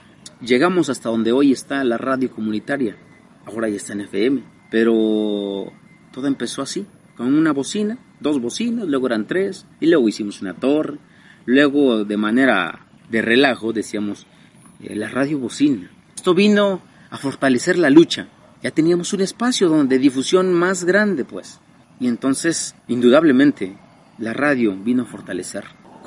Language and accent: Spanish; Amilcingo, Morelos, Mexico; de esta comunidad de Amilcingo, municipio de Temuac, Morelos. Soy originario de esta comunidad, tengo 32 años, soy campesino orgullosamente.